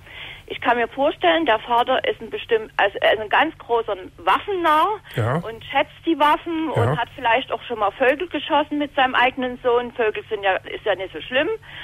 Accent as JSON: {"language": "German", "region": "eastern Germany", "country": "Germany", "said": "ich komme jetzt aus dem Osten"}